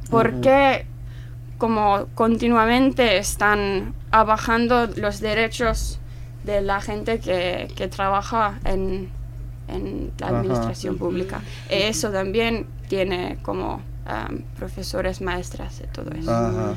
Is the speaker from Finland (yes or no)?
yes; Helsinki, Uusimaa, Finland; Spanish is a second language; Sí, sí, uh-huh. sí. Como afuera del capital, pero sí. Ajá. Paso... la mayoría de mi vida al capital.